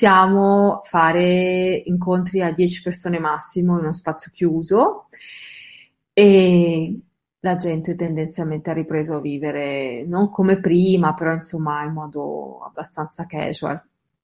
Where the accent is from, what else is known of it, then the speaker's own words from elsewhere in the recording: Lombardy, Italy; sono lombarda, ho studiato a Bergamo